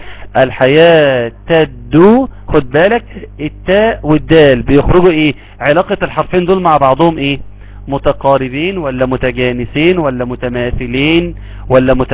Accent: Egypt; الشيخ ده عندنا في مصر

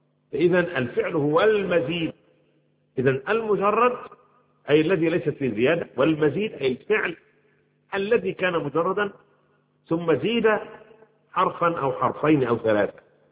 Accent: Egypt; كما يقول عندنا في مصر

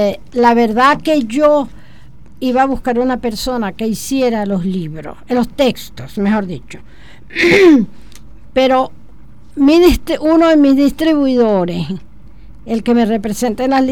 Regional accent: Los Teques, Miranda, Venezuela; yo soy de los Altos Mirandinos, concretamente Tequeña. Y algo que marcó mi vida fueron dos cosas. Los trenes y la neblina. Yo iba al colegio en medio de la neblina

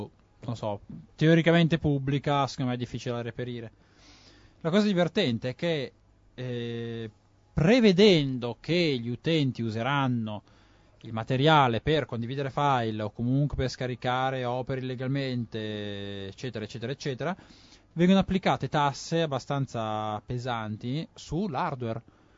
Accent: Milan, Lombardy, Italy; sono milanese

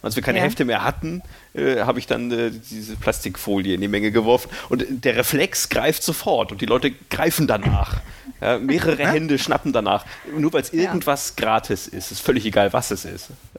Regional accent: Northern Germany, Germany; ich musste unbedingt in den Norden zurück, in meine Heimat, und da bin ich jetzt wieder.

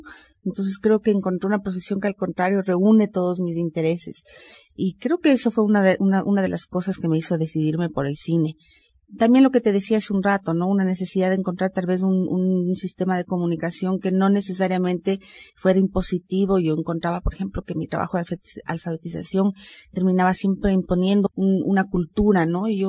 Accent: Quito, Pichincha, Ecuador; born there; Bueno, yo nací en Quito, hace ya 40 y pico de años.

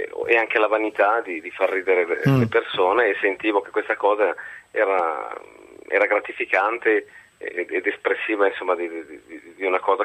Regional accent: Lombardy, Italy; io vengo dal Varesotto, un'educazione protestante, cattolica, severa

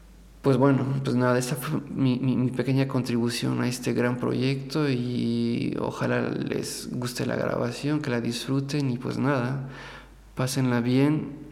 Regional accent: Querétaro, Mexico; por coincidencia me encontré en la ciudad de Querétaro, que es de ahí de donde vengo, de donde es mi familia.

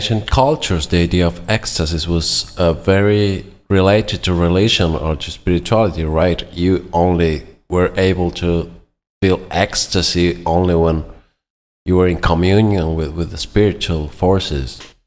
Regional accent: Buenos Aires, Argentina; English is a second language; I am a producer from Buenos Aires who produces and writes music in English.

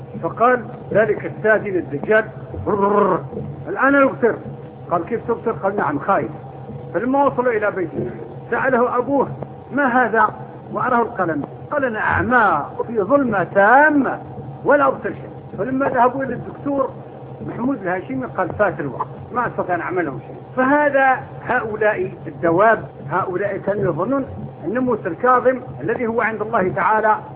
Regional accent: Morocco; born there; also born or lived in the East; أنا ولدت في المغرب لكن طول عمرنا في الشرق، ذهبت وأنا ابن 18 سنة

